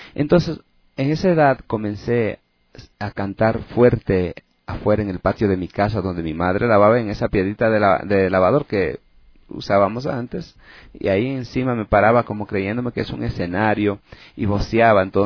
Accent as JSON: {"language": "Spanish", "country": "Ecuador", "moved": "yes", "said": "como cada ecuatoriano o cada, o sea, va fuera del país"}